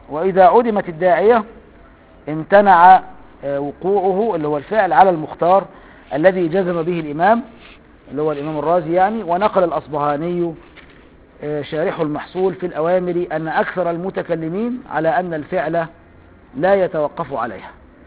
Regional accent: Upper Egypt, Egypt; انا صعيدي برضه.

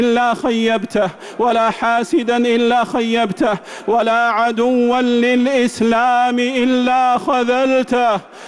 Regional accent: Saudi Arabia; اللهم أدم على بلادنا المملكة العربية السعودية وجميع بلاد

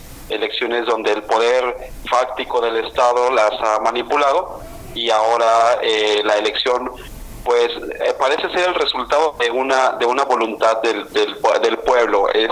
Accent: Mexico; qué es lo que queremos como ciudadanos mexicanos

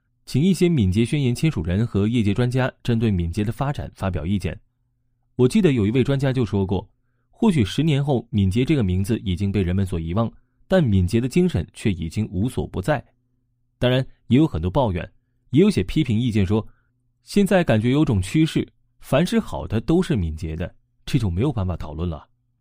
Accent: China; 作为中国人，我们可以回想一下自己的成长经历，尤其是中学时代

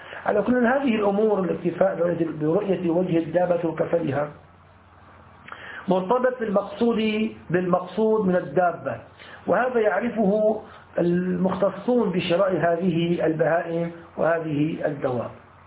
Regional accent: Damascus Governorate, Syria; يعني يسموها عندنا في سوريا في الشام أرض الديار

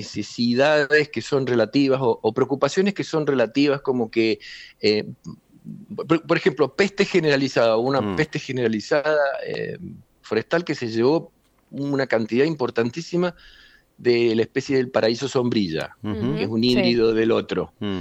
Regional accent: San Juan, Argentina; La Rioja, Catamarca, Salta, Jujuy, nosotros, San Juan, etcétera, hasta Neuquén, y más abajo también, somos andinos

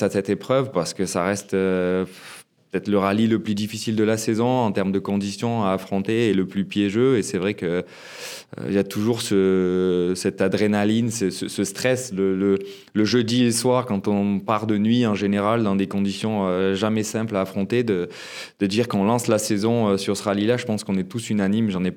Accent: Gap, Provence-Alpes-Côte d'Azur, France; on est basé à Gap, ma ville natale

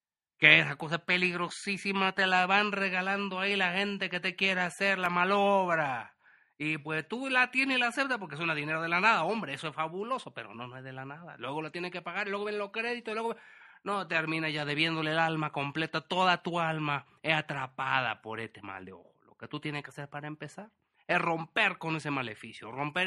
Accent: Wisconsin, United States; accent: Chilango; Spanish is a second language; que no te confunda mi acento, que tú crees que yo soy de aquí, pero no, yo no soy chilango, a pesar de que suena con acento chilango, ya sé que la gente se confunde, yo soy de Wisconsin.

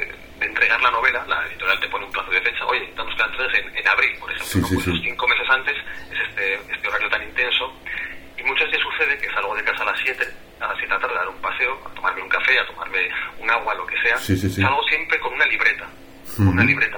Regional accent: La Roca, Aragon, Spain; me voy a mi pueblo, a La Roca, que está en la provincia de Zaragoza, es un pueblo muy bonito.

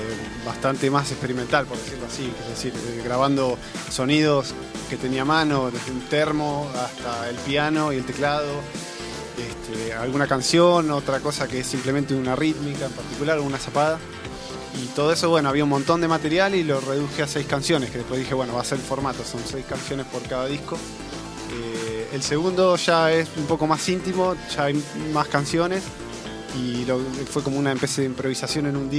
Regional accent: Mar del Plata, Buenos Aires Province, Argentina; Es una banda de gente que somos todos de Mar del Plata.

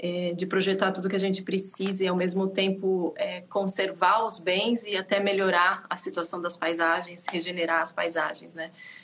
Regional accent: São Paulo, Brazil; born there; Como você disse, eu nasci em São Paulo e depois fiz todo um caminho para chegar no campo, né?

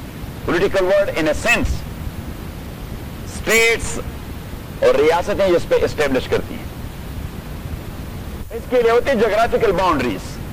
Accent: Khyber Pakhtunkhwa, Pakistan; میں سرحد سے ہوں میں بھی لکھتا ہوں

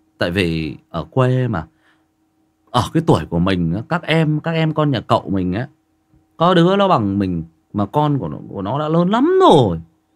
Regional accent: Northern Vietnam, Vietnam; Mình mặc dù mình là người miền Bắc, nhưng mà khi nghe Huy đọc về những chuyện về miền Tây

